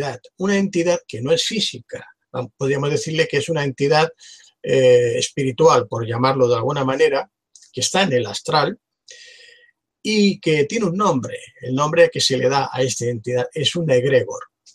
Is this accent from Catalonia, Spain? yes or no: yes; Barcelona, Catalonia, Spain; precisamente de donde yo soy, donde yo vivo, en Barcelona.